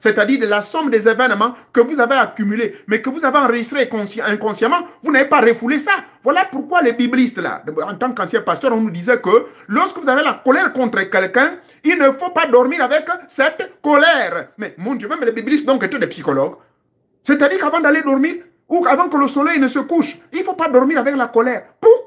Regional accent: Gabon; ça se passe même chez moi au Gabon

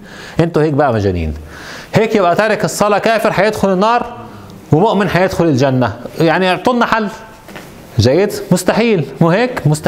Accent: Egypt; عندنا في مصر يضعون صليب

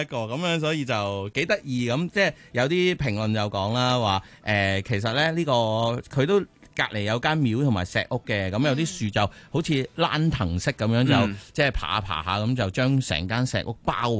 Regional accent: Hong Kong; 我自己都系一个土生土长嘅香港人咧。

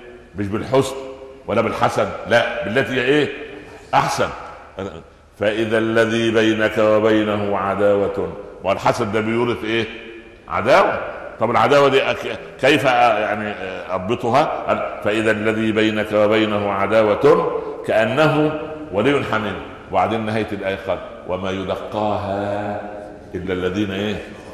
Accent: Egypt; فانا اقول لاحد الشعراء الفكاهيين كان عندنا في مصر

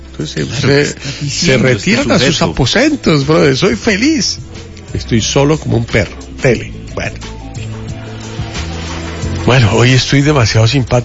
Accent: Bogotá, Colombia; born there; Es que yo nací en Bogotá, Colombia, en 1960.

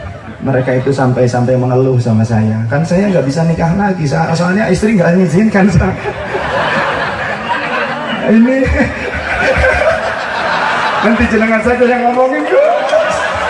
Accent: West Java, Indonesia; Padahal orang Sunda saya, tapi ini ketularan sama beliau. Saya itu orang Sunda, ini ketularan.

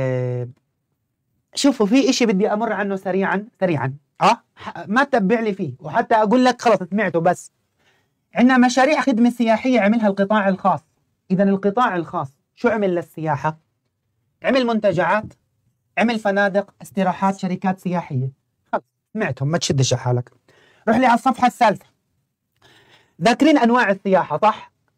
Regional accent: Jordan; راح أصدمك كمان شوي إنه عندنا بالأردن 13,000 موقع أثري مسجل

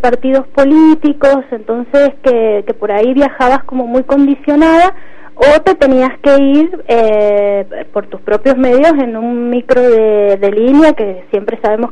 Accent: Mendoza, Argentina; soy de Mendoza

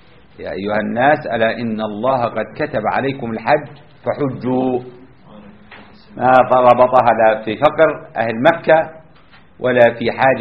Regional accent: Jordan; عندنا في الأردن جماعة رفعوا الردة

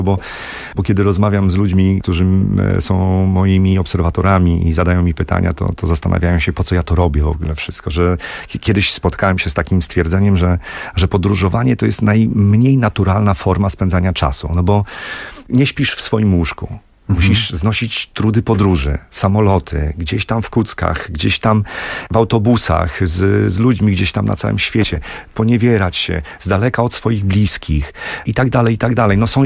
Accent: Olsztyn, Warmian-Masurian Voivodeship, Poland; bo my z Krzysztofem jesteśmy z Olsztyna, ludzie z Olsztyna.

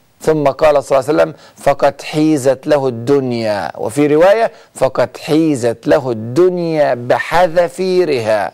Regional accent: Egypt; وإحنا حتى عندنا في مصر بنقول المثل: محدش بينام من غير عشاء.

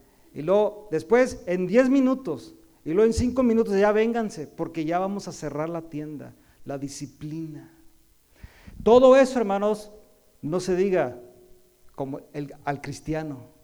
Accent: Mexico; now in United States; no por hablar porque yo soy mexicano

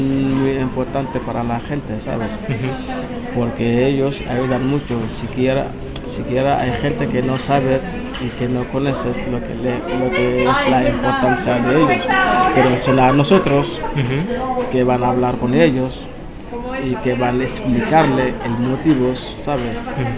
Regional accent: Senegal; now in Spain; Sí, soy de Senegal.

